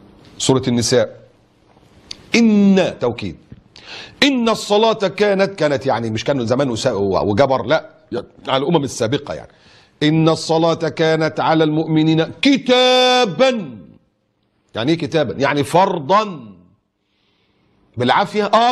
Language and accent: Arabic; Egypt; مؤتمر السكان اللي كان موجود عندنا في مصر